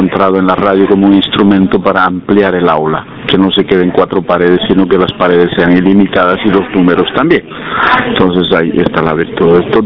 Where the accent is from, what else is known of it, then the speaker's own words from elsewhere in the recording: Bolivia; soy de Bolivia